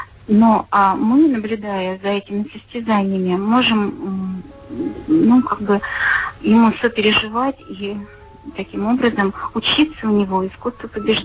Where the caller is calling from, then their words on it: Nizhny Novgorod, Nizhny Novgorod Oblast, Russia; Здравствуйте, я звоню из Нижнего Новгорода.